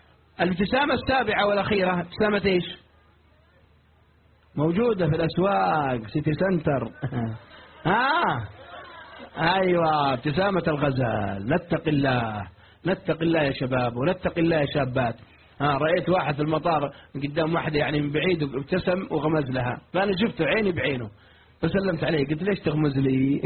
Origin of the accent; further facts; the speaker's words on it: Riyadh, Riyadh Province, Saudi Arabia; واحد عندنا في الرياض يستحي